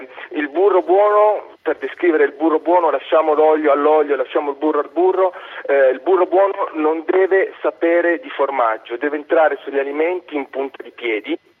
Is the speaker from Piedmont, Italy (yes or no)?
yes; Cuneo, Piedmont, Italy; perché io sono di Cuneo